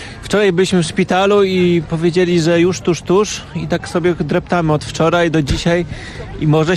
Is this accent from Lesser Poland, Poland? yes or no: no; Warsaw, Masovian Voivodeship, Poland; Jesteśmy z Bemowa.